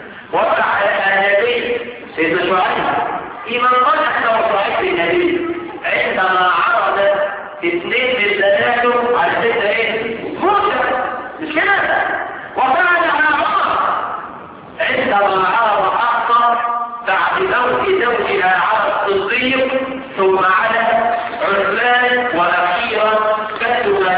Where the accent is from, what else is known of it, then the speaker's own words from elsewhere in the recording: Egypt; احنا كمصريين عندنا مثل يوافق الشرع